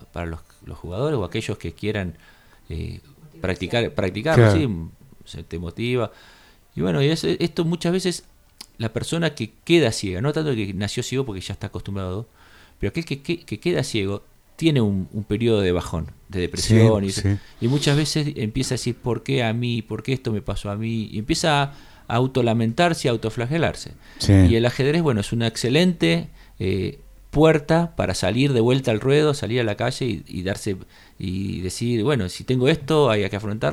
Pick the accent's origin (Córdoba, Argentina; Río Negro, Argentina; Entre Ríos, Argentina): Córdoba, Argentina; Capilla del Monte; que somos de acá de Capilla del Monte